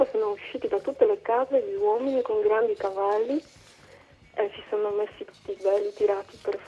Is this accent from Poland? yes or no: yes; Poland; Italian is a second language; questo lavoro che parte dal mio paese, la Polonia